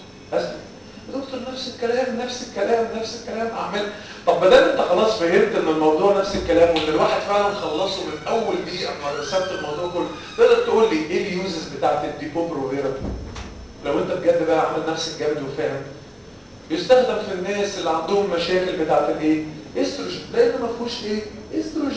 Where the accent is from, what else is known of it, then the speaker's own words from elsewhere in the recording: Egypt; احنا كمصريين بناكل وننكر وننسى.